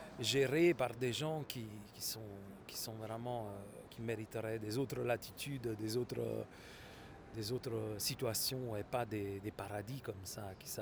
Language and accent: French; Naples, Campania, Italy; French is a second language; je l'ai vécu aussi chez moi à Naples, au sud de Naples